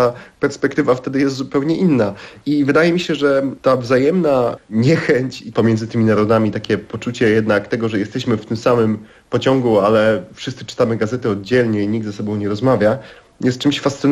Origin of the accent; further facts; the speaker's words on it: southern Poland, Poland; Ja pochodzę z południa Polski i mam takie silne miejsce przynależności właśnie w Europie Środkowej, ale i południowej części.